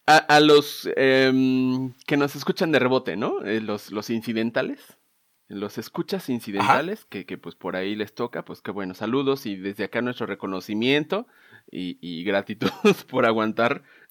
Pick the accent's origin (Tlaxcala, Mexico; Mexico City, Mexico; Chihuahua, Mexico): Mexico City, Mexico; now in Aguascalientes, Mexico; Acá, pues siempre hacía mucho orgullo si les digo que soy chilango. Y allá, pues ya les digo que ya también soy medio hidrocálido.